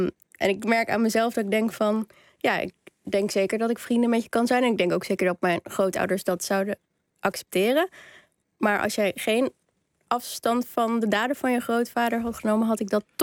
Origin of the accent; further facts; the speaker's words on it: Amsterdam, North Holland, Netherlands; We komen allebei uit Amsterdam. Zijn allebei journalist, zijn allebei ongeveer even oud.